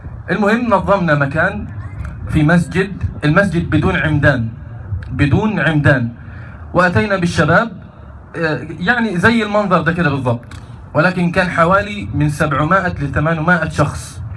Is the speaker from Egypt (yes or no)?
yes; Egypt; فعلا اليوتيوب كان لي أثر كبير جدا في الشباب عندنا في مصر